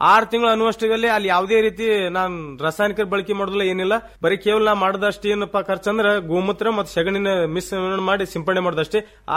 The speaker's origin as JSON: {"language": "Kannada", "town": "Inchageri", "region": "Karnataka", "country": "India", "tie": "born or raised there", "said": "ನಮ್ಮೂರು ಇಂಚಗೇರಿ."}